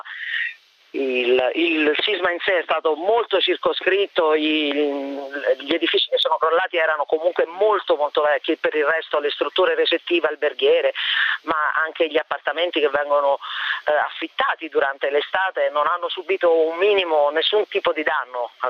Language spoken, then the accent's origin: Italian; L'Aquila, Abruzzo, Italy; Considerato che io vengo dall'Aquila, insomma, è stato un déjà vu terribile.